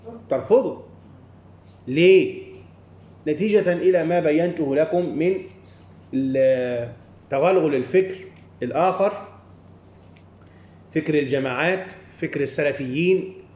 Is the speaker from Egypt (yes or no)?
yes; Upper Egypt, Egypt; يعني هيا نذهب ونحن من الصعيد وما إلى ذلك والسفر طويل